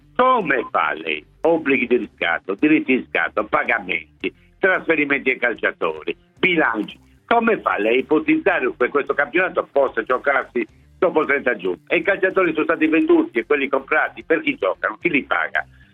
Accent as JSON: {"language": "Italian", "region": "Sardinia", "country": "Italy", "said": "Io sono sardo, non posso essere leghista, giusto?"}